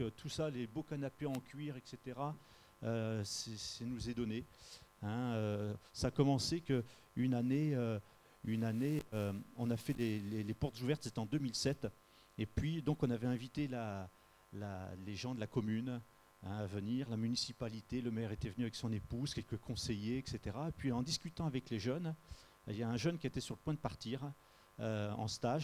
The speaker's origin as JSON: {"language": "French", "town": "Montferrat", "region": "Provence-Alpes-Côte d'Azur", "country": "France", "said": "donc on vient du Var, donc un petit village qui s'appelle Montferrat. On est dans les collines."}